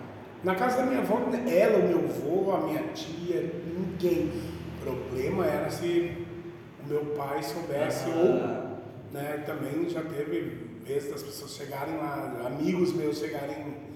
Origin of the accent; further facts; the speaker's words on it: Ceará, Brazil; now in Rio Grande do Sul, Brazil; Quando eu vim pro Rio Grande do Sul, né, que eu vim lá do Ceará.